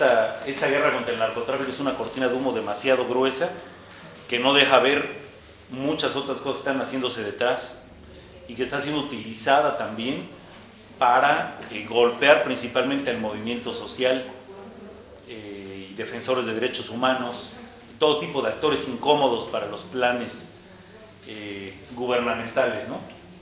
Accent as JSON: {"language": "Spanish", "region": "Chiapas", "country": "Mexico", "said": "vengo del estado de Chiapas, México."}